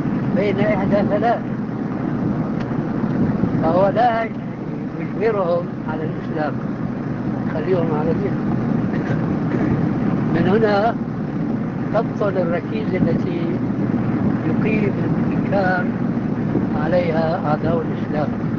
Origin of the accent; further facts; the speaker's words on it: Damascus, Damascus Governorate, Syria; عندنا في دمشق كنا محكومين الفرنسويين